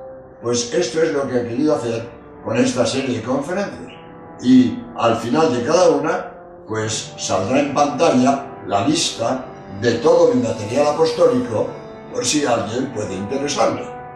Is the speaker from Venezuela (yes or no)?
no; Spain; soy jesuita español